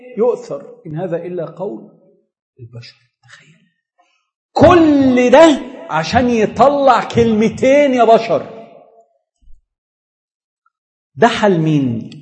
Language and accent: Arabic; Egypt; سهر الليالي دي بقت افلام عندنا في مصر